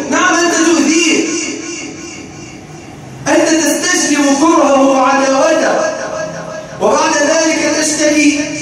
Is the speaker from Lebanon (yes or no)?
no; Egypt; اللهم اجعل بلدنا مصر سخاء وقهرا